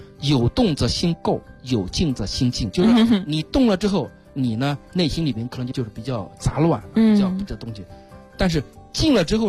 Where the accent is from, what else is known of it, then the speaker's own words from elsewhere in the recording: China; 我们中国人啊在文化里边早就渗透着什么了？